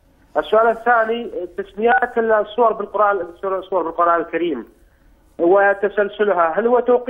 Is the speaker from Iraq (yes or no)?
yes; Iraq; هذا الحديث على مسامع الناس عندنا في العراق